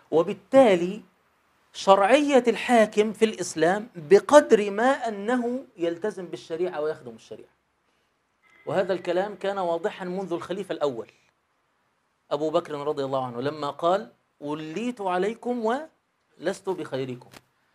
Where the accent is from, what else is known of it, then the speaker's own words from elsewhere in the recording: Egypt; يعني مثلاً إحنا كشعب مصري، الشعب اللي عايش فيه 2020 دلوقتي